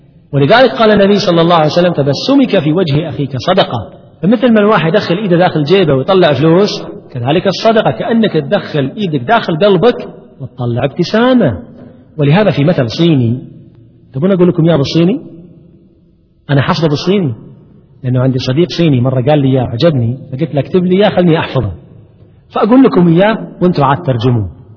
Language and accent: Arabic; Kuwait; عندنا في الكويت ويتعامل دائما مع مدمنين مخدرات